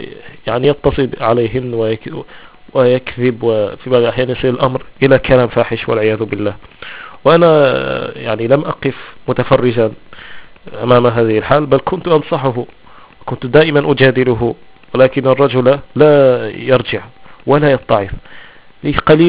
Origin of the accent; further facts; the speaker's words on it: Morocco; accent: Shilha; Arabic is a second language; كيغ أشلحي، يعني أنا أمازيغي أتكلم اللهجة الشلحة